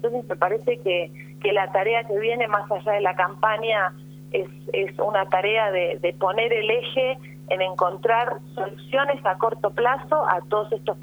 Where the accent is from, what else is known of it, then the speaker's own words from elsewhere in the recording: Pigüé, Buenos Aires Province, Argentina; Yo soy de Pigüé, del distrito de Saavedra.